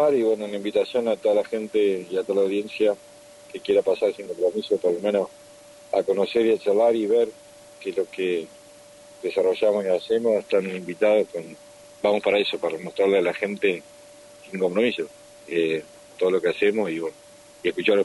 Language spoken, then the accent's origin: Spanish; Carmen de Areco, Buenos Aires Province, Argentina; born there; moved away; yo nací en Carmen de Areco, si bien no vivo, me fui a estudiar y no volví a vivir, pero vuelvo todas las semanas a trabajar.